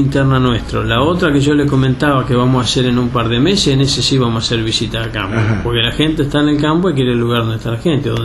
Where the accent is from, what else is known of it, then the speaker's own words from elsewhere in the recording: Balcarce, Buenos Aires Province, Argentina; moved away as an adult; also born or lived in Patagonia / Rafaela; now in Ayacucho, Argentina; Si bien soy nativo de Balcarce, yo me fui de Balcarce en el año 83, anduve en algunos otros lugares del país como Patagonia, Rafaela, y desde el 89 estoy viviendo en Ayacucho.